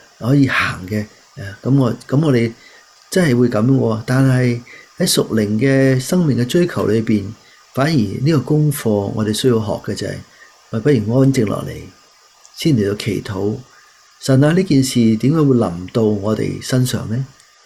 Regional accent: Guangdong, China; 我哋广东人一句就系唔好撇啊

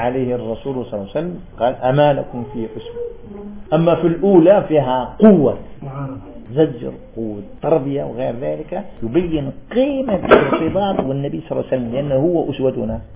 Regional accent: Algeria; قول طالب علم في عندنا في الجزائر

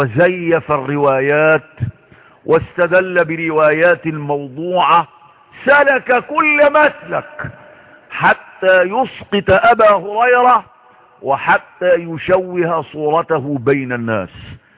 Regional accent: Egypt; وما أكثر الكتباء والكتاب والمفكرين في بلدنا مصر

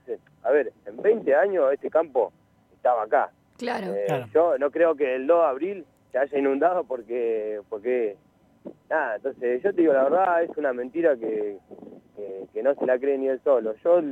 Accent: Alto San Lorenzo, Buenos Aires, Argentina; yo vengo de un barrio de Alto San Lorenzo, que estuve viviendo 17 años ahí.

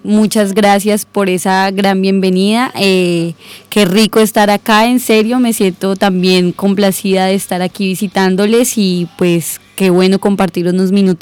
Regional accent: Caquetá, Colombia; Yo vengo desde Colombia. Vivo en una región al sur de Colombia, que es el departamento del Caquetá, un departamento históricamente agrícola. Vivo allá desde, bueno, siempre he vivido en el Caquetá toda la vida

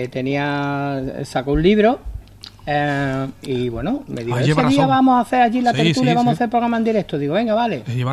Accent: Cortegana, Andalusia, Spain; Tú sabes que yo soy de Cortegana.

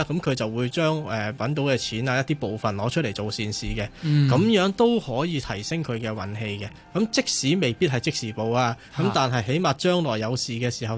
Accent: China; 我哋中國人好多時候咧，遇到一啲唔好嘅能量都係話係煞嚟嘅

